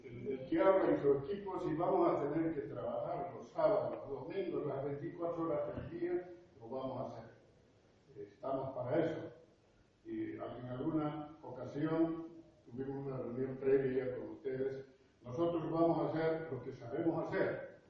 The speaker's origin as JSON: {"language": "Spanish", "region": "Santa Cruz", "country": "Bolivia", "said": "la base mía no es Cochabamba, es Santa Cruz, yo vengo de Santa Cruz."}